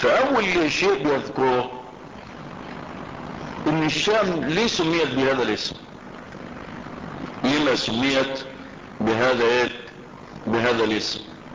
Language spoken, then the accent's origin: Arabic; Egypt; البدرشين دي بلد عندنا في مصر